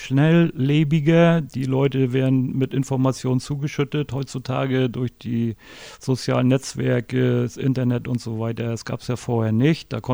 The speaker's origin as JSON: {"language": "German", "region": "Mecklenburg-Vorpommern", "country": "Germany", "tie": "born or raised there", "said": "lebe immer noch in meiner Geburtsstadt, fühle mich hier auch sehr wohl in Mecklenburg-Vorpommern."}